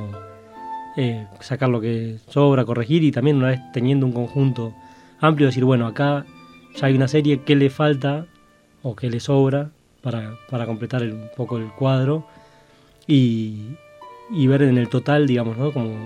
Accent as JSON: {"language": "Spanish", "town": "Avellaneda", "region": "Buenos Aires Province", "country": "Argentina", "tie": "born or raised there", "said": "Para mí, creciendo en Avellaneda, también son cosas que me remiten al barrio como era un poco antes"}